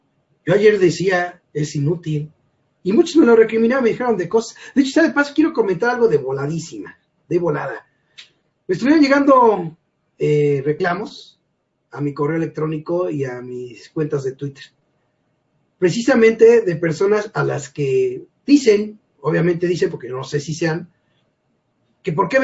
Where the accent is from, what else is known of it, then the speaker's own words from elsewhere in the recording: Mexico; Tengo que buscarle, como muchos mexicanos, para irla llevando